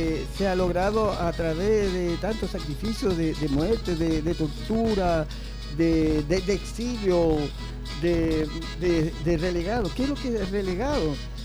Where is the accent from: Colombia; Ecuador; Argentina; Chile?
Chile; Puente Alto, Santiago Metropolitan Region; nosotros estamos en Puente Alto, pongamos que me releguen a mí. Yo soy de Puente Alto